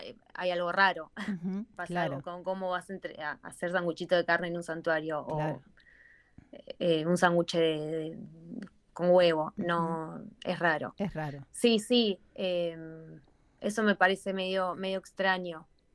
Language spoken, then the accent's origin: Spanish; Argentina; cuando digo de dónde soy, que soy de Argentina